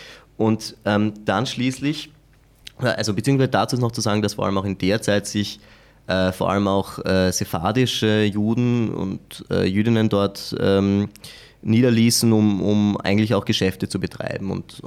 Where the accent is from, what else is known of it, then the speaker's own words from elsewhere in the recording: Austria; vor allem als Österreicher, wo man ja aus einem Land kommt, das sehr strukturiert ist in vielen Bereichen